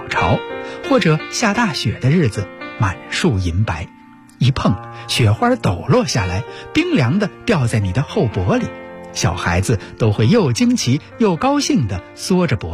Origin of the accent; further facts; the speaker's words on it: Beijing, China; 我是在胡同里长大的孩子。